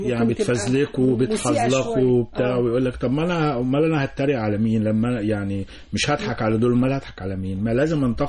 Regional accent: Cairo, Cairo Governorate, Egypt; كنا ساكنين وانا صغير في وسط البلد

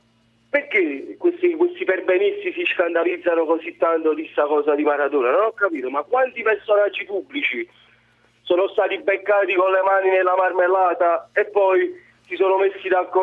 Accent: Naples, Campania, Italy; forse sono di parte perché magari sono napoletano.

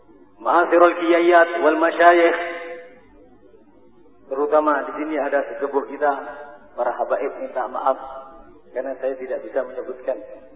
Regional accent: Bangil, East Java, Indonesia; Bangil bagi saya tidak asing. Karena masa kecil saya di Bangil, pondok di Bangil.

